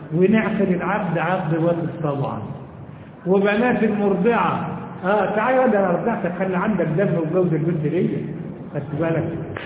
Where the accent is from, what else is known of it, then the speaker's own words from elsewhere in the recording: Egypt; النسوان عندنا في مصر ما فيهمش لبن